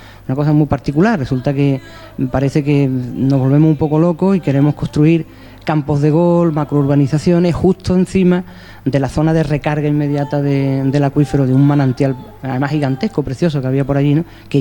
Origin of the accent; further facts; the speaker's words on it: Coín, Andalusia, Spain; vengo de Coín